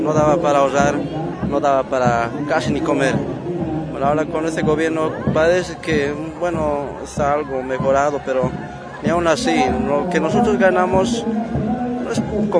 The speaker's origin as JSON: {"language": "Spanish", "country": "Bolivia", "moved": "as an adult", "lives_now": "São Paulo, Brazil", "said": "como todo boliviano vengo a trabajar, a tener, bueno, mejores días, ¿no?"}